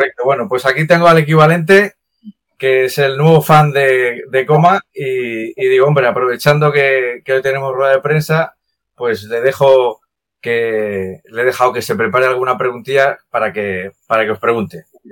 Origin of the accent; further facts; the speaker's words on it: Tarragona, Catalonia, Spain; soy de Tarragona